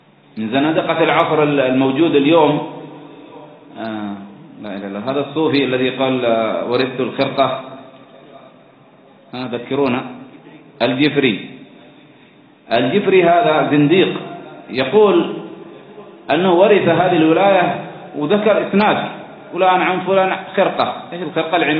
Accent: Aden, Yemen; لماذا عمرت بريطانيا؟ لماذا عمرت عندنا في عدن؟

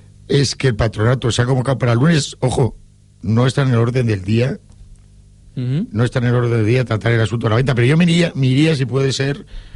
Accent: Valencian Community, Spain; yo soy valencianista y valenciano

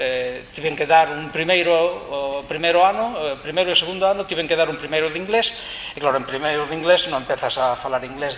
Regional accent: Jaén, Andalusia, Spain; Galician is a second language; now in Galicia, Spain; son de Jaén. Estou vivendo aquí en Galicia dende o ano 95, vai para 14 anos. Cando viña a vivir a Galicia, tomei a determinación de falar galego

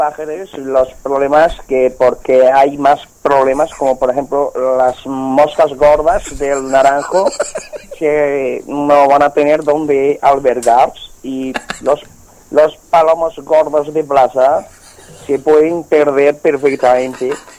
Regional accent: L'Hospitalet de Llobregat, Catalonia, Spain; Yo soy de Hospitalet de Llobregat

